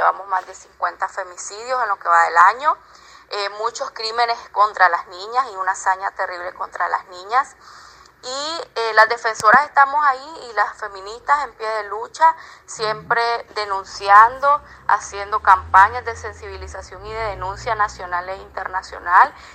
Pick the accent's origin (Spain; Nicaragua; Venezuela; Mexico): Nicaragua; Acá tenemos una situación de graves violaciones a derechos humanos